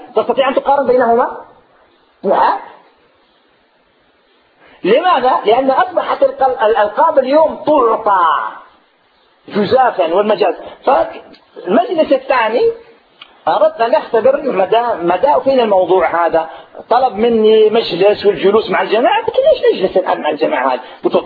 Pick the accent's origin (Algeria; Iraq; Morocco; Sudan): Algeria; عندنا في الجزائر